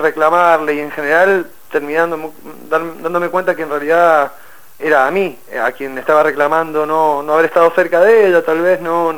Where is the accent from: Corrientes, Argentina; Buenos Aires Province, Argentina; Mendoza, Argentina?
Mendoza, Argentina; now in Buenos Aires, Argentina; Soy mendocino, pero vivo hace 16 años acá, en Capital.